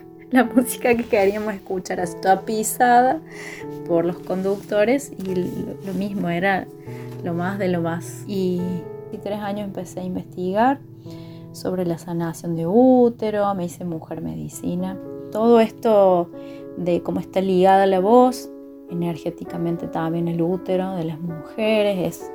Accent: Unquillo, Córdoba, Argentina; soy oriunda de Unquillo, Córdoba

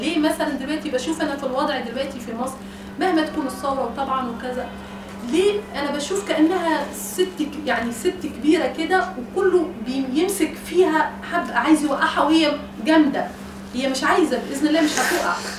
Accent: Tunisia; انا تونسيه ومتجوزه مصري وعندي جنسيه مصريه كمان

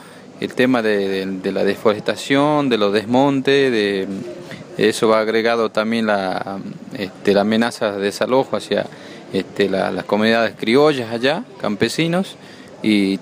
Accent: Morillo, Salta, Argentina; soy de Morillo, que es un departamento en la cual nos divide en dos porque está el río Bermejo, pero en este caso nosotros estamos en Rivadavia, Banda Norte, y sería en la Ruta 81.

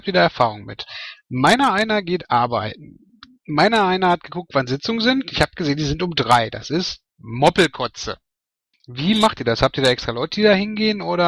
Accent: Bochum, North Rhine-Westphalia, Germany; Ja, was soll ich als Bochumer zu Fußball in der Beziehung schon sagen, ja?

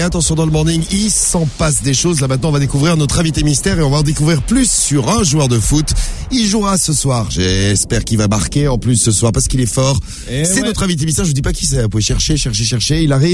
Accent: France; Je suis français.

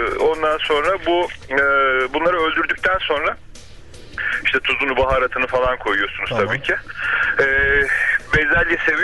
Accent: Ankara, Turkey; Ben Ankaralıyım.

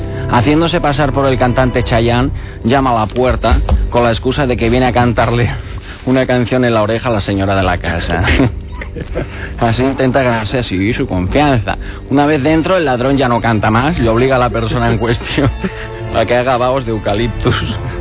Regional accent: Abrera, Catalonia, Spain; soy de Abrera, yo también, como el Andreu Calamar.

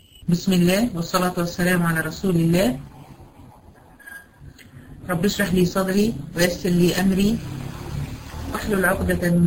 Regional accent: Egypt; زي اللي احنا بنسميها عندنا في مصر الزحليقه بتاعت الاطفال دي

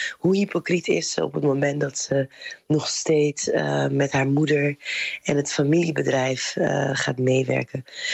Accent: Rotterdam, South Holland, Netherlands; Maar Rotterdam is wel ook een havenstad. Dus ik heb me altijd afgevraagd, ook opgroeiend in Rotterdam

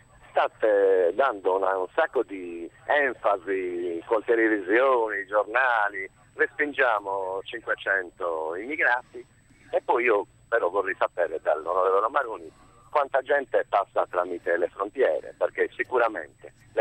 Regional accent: Sardinia, Italy

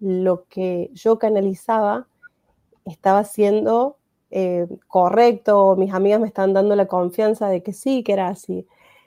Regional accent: Córdoba, Argentina; empiezo de cero a los 40 años en la Argentina, en Córdoba, que es de donde soy.

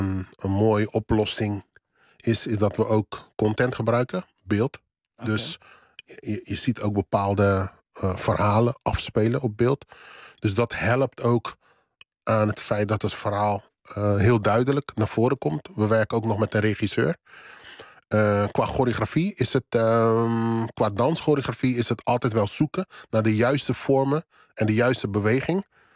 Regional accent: Netherlands; born there; ja, ik ben in Nederland geboren.

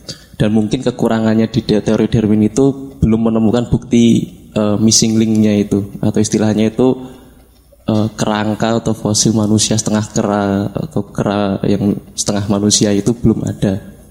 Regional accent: Wonogiri, Central Java, Indonesia; Saya dari Wonogiri, Jawa Tengah.

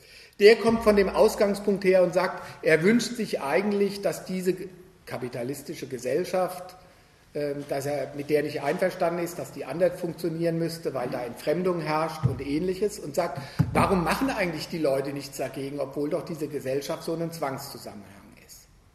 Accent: Frankfurt, Hesse, Germany; Wo ich herkomme, Frankfurt, berühmt für die kritische Theorie.

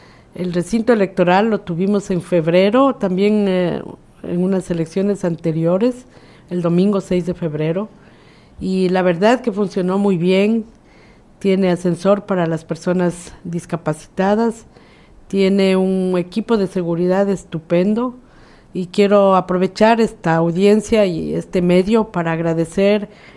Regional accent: Ecuador; quienes podemos votar somos los ecuatorianos que nos hemos inscrito en los padrones

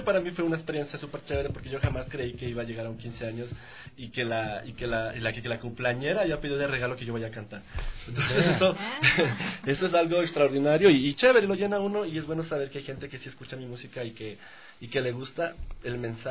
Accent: Quito, Pichincha, Ecuador; Yo soy del Comité del Pueblo.

